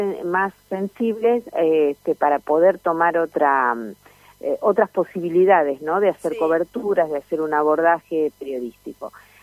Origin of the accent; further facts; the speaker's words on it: La Pampa, Argentina; yo vengo de La Pampa